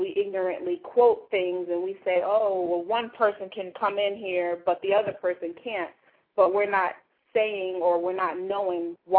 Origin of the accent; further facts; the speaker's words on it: United States; there are some unfortunate truths that me as an American have to accept